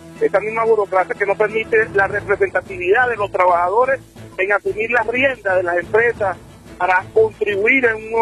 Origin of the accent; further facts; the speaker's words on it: Venezuela; lo que nosotros como venezolanos podemos lograr.